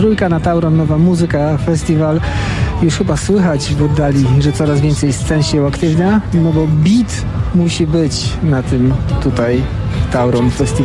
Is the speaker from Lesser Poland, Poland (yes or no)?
no; Katowice, Silesian Voivodeship, Poland; my ze Śląska, z centrum Śląska, z Katowic.